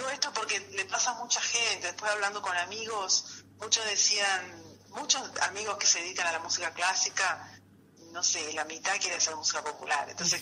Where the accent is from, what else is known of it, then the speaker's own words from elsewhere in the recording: Brazil; moved away; Una de mis características es que no soy exactamente de ningún lugar. El lugar donde más viví fue Brasil, digo, empezando por ahí. Yo crecí en Brasil desde los 5 años